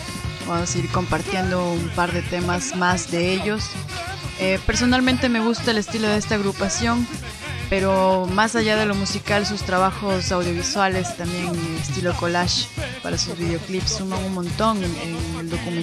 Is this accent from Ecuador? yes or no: yes; Ecuador; desde Ecuador, de mi tierrita natal.